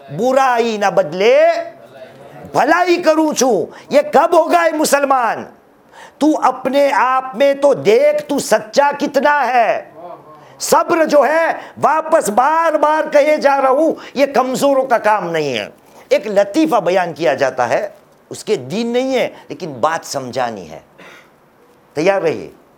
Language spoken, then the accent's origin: Urdu; India; ہاں, یہ ہمارا ہندوستان ہے عزیز, ہندوستان ہمارا وطن ہے